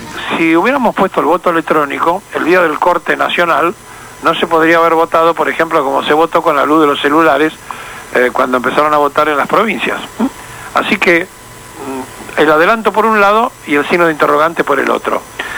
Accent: Argentina; Cuando usted corta, voy a quedar yo solo, porque así somos los argentinos.

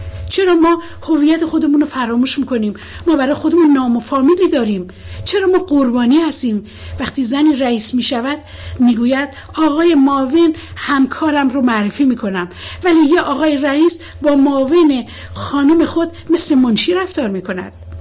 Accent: Iran; در کمال بیطرفی به عنوان یه ایرانی پایبند به اصول اخلاقی انسانی تعیین میکنم

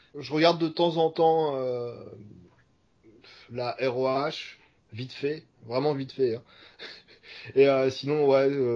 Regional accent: France; Quand on est français, on n'est pas connu aux États-Unis.

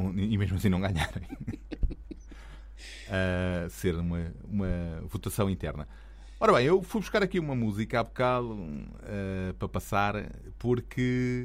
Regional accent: Lisbon, Portugal; now in Odivelas, Portugal; Eu que sou daqui de Lisboa e estou em Odivelas, estou aqui a transmitir de Odivelas

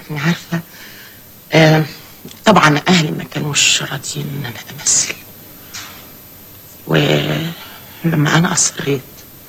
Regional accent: Upper Egypt, Egypt; ما عارفين إن أنا ست صعيدية، بنت صعيدية ودغري وصادقة

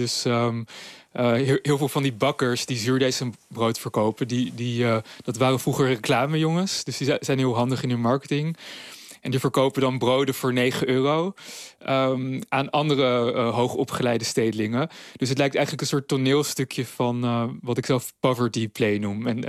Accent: Amsterdam, North Holland, Netherlands; Ik zelf ben geboren en getogen in Amsterdam. Ik ben nu 34 en ik was zelf student tijdens de crisisjaren.

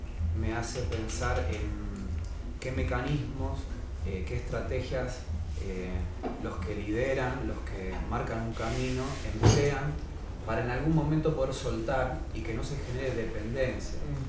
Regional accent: Buenos Aires, Argentina; yo vengo de Buenos Aires, Argentina, en zona norte

